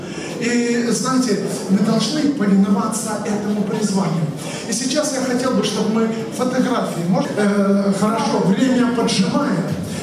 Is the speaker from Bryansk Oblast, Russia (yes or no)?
yes; Bryansk, Bryansk Oblast, Russia; от Москвы до, это я сам из Брянска, да, не умещается.